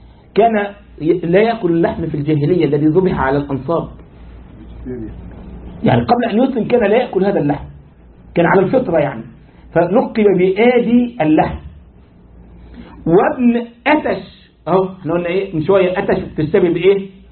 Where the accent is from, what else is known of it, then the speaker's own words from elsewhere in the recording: Egypt; انت عارف عندنا في مصر لك ايه؟ تشابه أسماء.